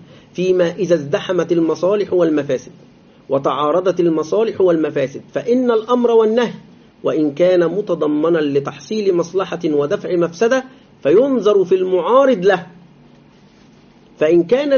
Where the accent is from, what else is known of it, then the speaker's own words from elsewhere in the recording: Egypt; ويريدون تقليد الغرب في بلادنا مصر